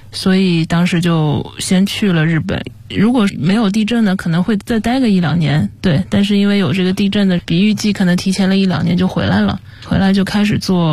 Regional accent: Zhejiang, China; 我爸是公务员，但是我妈妈是从商的。然后因为我是浙江人嘛，其实家里面的亲戚啊，这些从事这种商业的还挺多的。

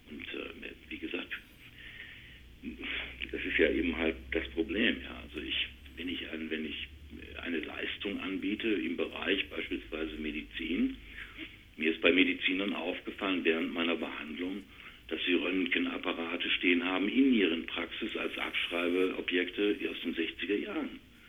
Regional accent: Duisburg, North Rhine-Westphalia, Germany; Ich komme aus Duisburg-Rohrt, Werften, Thyssen.

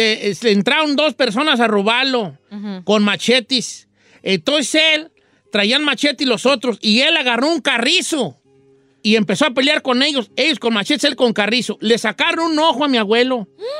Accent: Michoacán, Mexico; yo soy de Michoacán y en de donde yo soy, allá el mole es picoso.

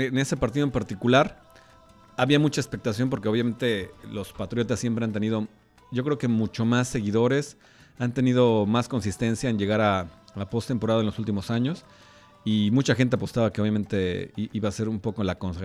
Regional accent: Mexico; Híjole, pues mira, como mexicano, obviamente

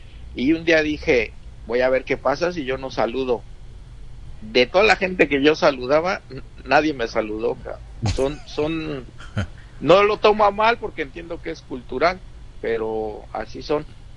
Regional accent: Mexico City, Mexico; No, pues porque soy chilango

